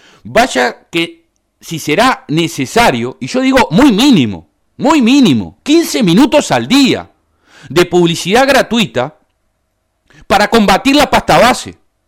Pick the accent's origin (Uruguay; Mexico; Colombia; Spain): Uruguay; Somos todos los uruguayos los propietarios de las frecuencias.